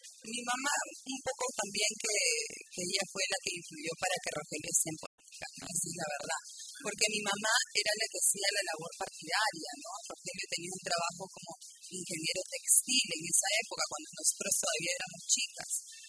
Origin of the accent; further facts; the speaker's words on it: La Perla, Callao, Peru; Yo soy de La Perla desde los 6 años. Yo he nacido en el Callao. Yo nací en la clínica Santa Cecilia.